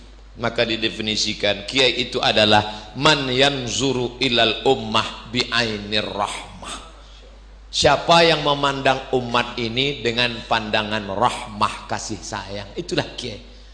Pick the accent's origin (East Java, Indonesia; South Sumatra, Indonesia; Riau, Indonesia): Riau, Indonesia; Saya sebagai orang Riau penengah, saya bilang itu dia bukan marah.